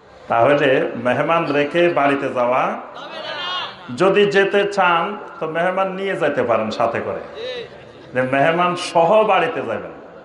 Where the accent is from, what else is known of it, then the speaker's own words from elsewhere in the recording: Feni, Chittagong Division, Bangladesh; আমরা নোয়াখালীর মানুষ, বৃহত্তর নোয়াখালীর মানুষ, আমরা তো আসলে ফেনীর মানুষ